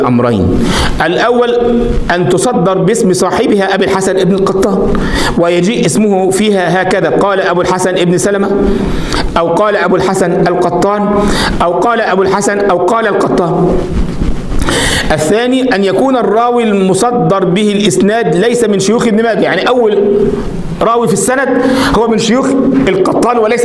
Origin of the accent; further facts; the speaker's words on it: Egypt; وعندنا في مصر يقول لك العبارة في الشكارة